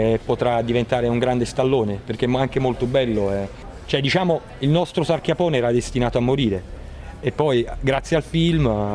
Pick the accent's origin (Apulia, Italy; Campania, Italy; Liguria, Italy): Campania, Italy; Caserta; sono cresciuto in quel territorio, che sono cresciuto veramente nella bellezza, perché sono cresciuto dietro a Reggia di Caserta, tutta la mia infanzia è stata lì dentro